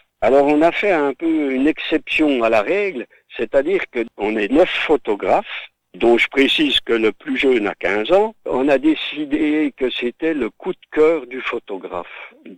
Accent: Bourgogne-Franche-Comté, France; Et comme je suis natif du Haut-Doubs, j'étais également petit spéléologue

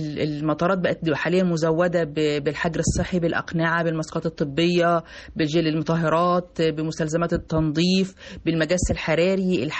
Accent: Egypt; ودي حاجة جديدة موجودة عندنا في مصر دلوقتي

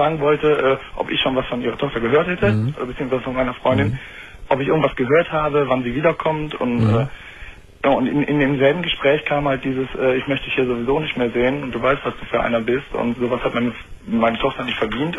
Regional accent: Düsseldorf, North Rhine-Westphalia, Germany; ich komme aus Düsseldorf und das ist ja eigentlich eine ziemliche Karnevalshochburg.

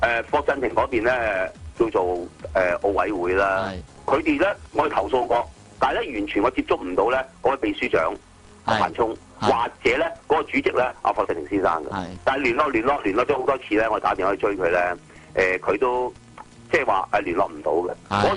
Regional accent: China; 我哋中國人咧一般嚟講就一有個團體嘅時候咧，大家就有爭權

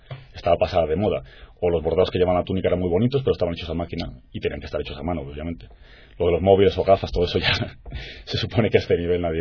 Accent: Spain; Nos preguntaban de dónde éramos y decíamos que de España.

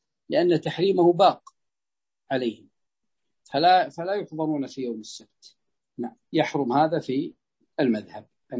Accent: Ha'il Province, Saudi Arabia; فيد هذه عندنا في حائل

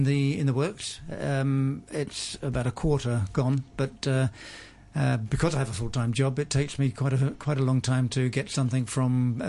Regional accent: London, United Kingdom; moved away as an adult; also born or lived in Chester; I was born in Chester in England, lived much of my early life in London, but I left there at the age of 24, and I've been a globetrotter, a nomad ever since.

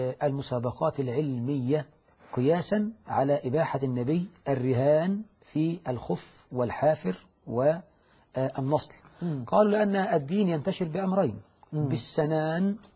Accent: Egypt; وهذا يحصل عندنا في مصر

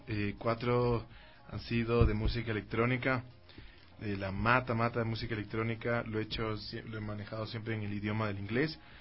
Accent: Ecuador; Y el folclore andino pues es uno de los géneros que más nos representa como ecuatorianos.

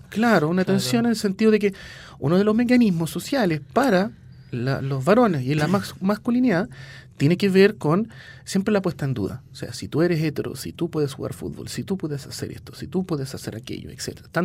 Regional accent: Sweden; viví mi infancia en Suecia.

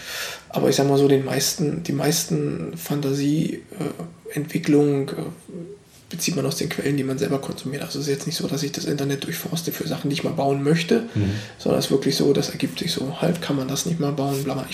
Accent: East Germany, Germany; Star Wars kannte ich ja auch noch nicht wirklich als Ossi

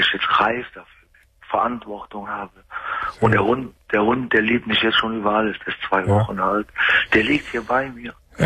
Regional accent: Bergheim, North Rhine-Westphalia, Germany; Ich bin ja Rheinländer, ne? Ich bin Bergheimer.

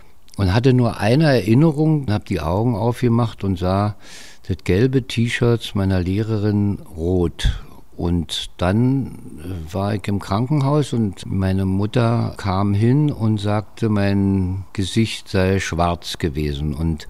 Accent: Berlin, Germany; Also ich bin 1942 geboren, 14. Januar in Berlin-Weißensee. Also ich bin jedenfalls im Weißensee aufgewachsen, in Berliner Allee 100.

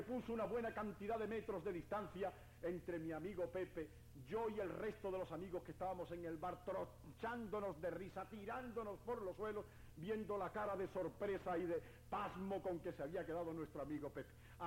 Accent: Andalusia, Spain; por la reivindicación de nuestros derechos postergados, que como andaluces tanto sabemos en el orden político, social y económico en nuestro país.

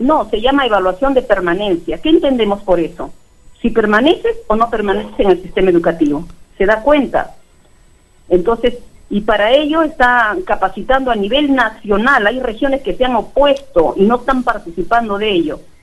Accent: Trujillo, La Libertad, Peru; yo soy trujillana, pero el trabajo me ha tocado por la sierra

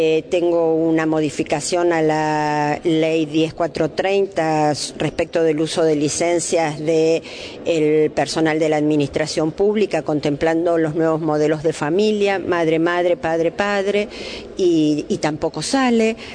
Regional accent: San Fernando, Buenos Aires Province, Argentina; yo soy de San Fernando

